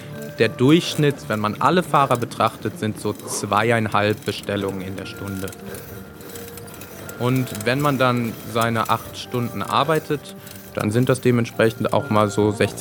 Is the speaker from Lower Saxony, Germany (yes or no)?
yes; Braunschweig, Lower Saxony, Germany; moved away as an adult; now in Stuttgart, Germany; Ich komme ursprünglich aus Braunschweig. Ich bin 2010 nach Stuttgart gezogen, habe hier Architektur studiert